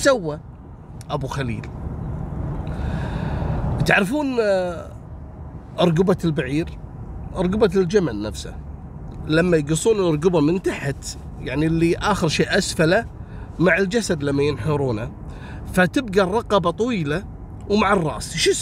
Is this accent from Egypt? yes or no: no; Kuwait; هذا الرجم حتى عندنا في الكويت عندنا منطقة اسمها رجم خشمان،